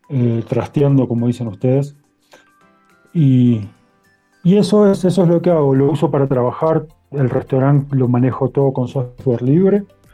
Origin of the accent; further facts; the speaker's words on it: Argentina; now in Cusco, Peru; No, soy argentino. Aunque vivo en Perú, vivo en Cusco.